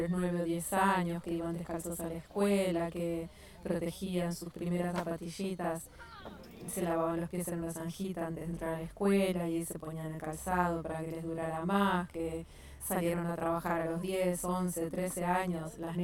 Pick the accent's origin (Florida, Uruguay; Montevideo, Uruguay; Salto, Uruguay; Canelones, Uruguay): Montevideo, Uruguay; born there; Yo nací en Montevideo, en la capital, pero soy el producto de unas relaciones intergeneracionales que estuvieron vinculadas a la tierra.